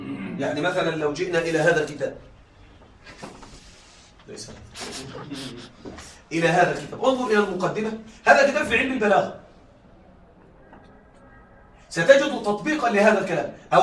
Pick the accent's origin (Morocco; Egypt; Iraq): Egypt; عندنا في مصر يقولون الرسالة تفهم من العنوان